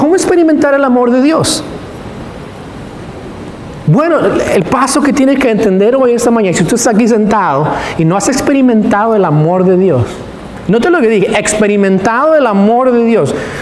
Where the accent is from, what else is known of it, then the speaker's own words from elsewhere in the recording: California, United States; now in Tyler, United States; Los que somos de California sabemos, en California no existe esa cultura.